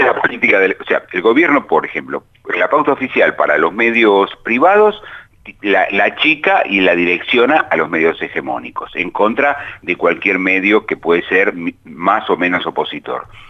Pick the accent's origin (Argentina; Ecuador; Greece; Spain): Argentina; tanto como argentinos, como ciudadanos, en cuanto a cómo nos afecta